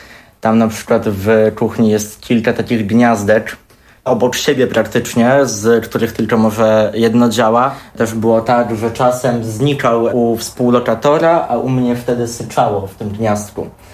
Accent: Włodawa, Lublin Voivodeship, Poland; Ja we Włodawie się wszędzie poruszałem pieszo. Jednak no, pochodzę z tego małego miasteczka, wychowałem się w tej no, tak zwanej klasie robotniczej

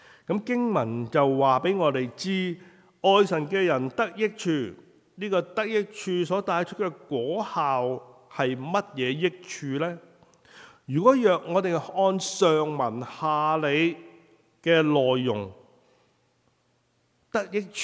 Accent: Guangdong, China; 我哋廣東人就叫做冚棒冷係嘛？

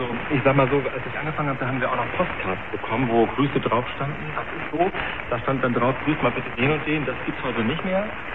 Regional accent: Schleswig-Holstein, Germany; ich bin in Nordfriesland groß geworden, direkt an der Küste. Ich habe auch, meine Mutter stammt von Amrum, also ich bin direkt mit Salzwasser groß geworden.

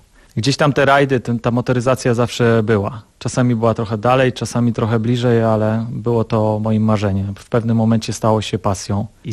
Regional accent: Ustroń, Silesian Voivodeship, Poland; also born or lived in Cieszyn; Urodziłem się w Cieszynie, ale tylko się urodziłem w Cieszynie. Mieszkałem i mieszkam od urodzenia w Ustroniu.

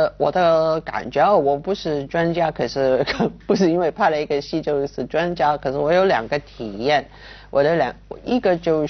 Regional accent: Guangdong, China; 像我们广东人说

